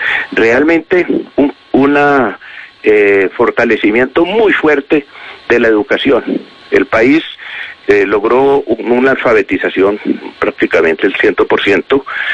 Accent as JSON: {"language": "Spanish", "town": "Medellín", "region": "Antioquia", "country": "Colombia", "tie": "born there", "said": "Medellín tenía, imagínese usted, 200.000 habitantes. Yo nací en Medellín. Colombia tenía 8 millones de habitantes."}